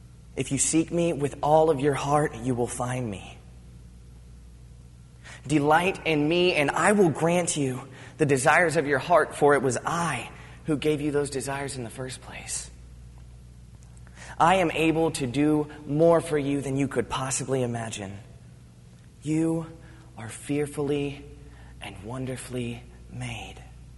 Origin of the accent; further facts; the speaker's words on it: Virginia Beach, Virginia, United States; but I'm from Virginia Beach. I don't know how many of you guys know that. I'm from Virginia Beach. I've spent a lot of time on beaches